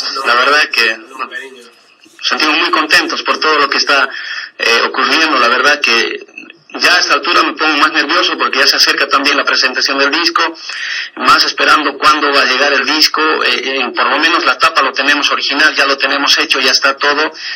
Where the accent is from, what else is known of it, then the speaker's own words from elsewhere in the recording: Bolivia; porque yo soy boliviano y yo quería un poquito más también participar de nuestro folclore